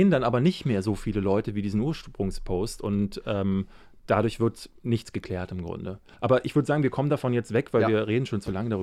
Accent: Berlin, Germany; Aber ich bin ja in Marzahn groß geworden, deswegen wäre es wahrscheinlich ein Heimspiel gewesen.

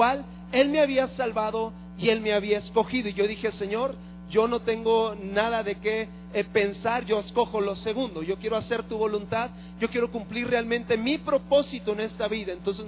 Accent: Ciudad Juárez, Chihuahua, Mexico; Somos originalmente de Ciudad Juárez, Chihuahua. Arriba el norte, ¿verdad que sí? Y si no me cree, compre un mapa para que vea que sí, está mero arriba el norte. Entonces somos de allá, originarios de Ciudad Juárez.

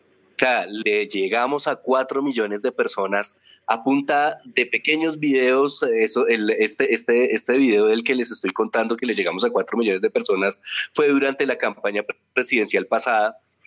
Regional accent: Colombia; en todo lo que es nuestra idiosincrasia como colombianos, como nos hemos formado como colombianos

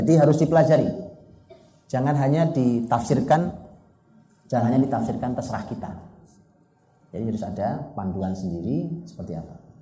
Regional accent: Java, Indonesia; saya sebagai orang Jawa

